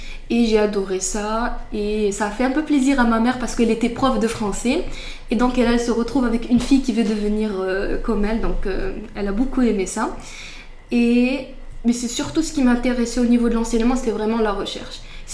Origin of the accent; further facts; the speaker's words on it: Casablanca, Casablanca-Settat, Morocco; j'ai 21 ans, je suis de Casablanca. Je suis marocaine